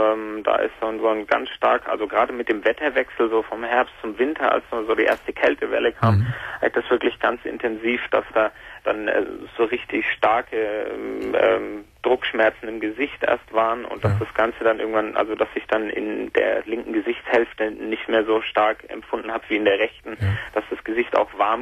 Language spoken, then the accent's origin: German; Nuremberg, Bavaria, Germany; Also ich komme aus Nürnberg und keine Familie, niemand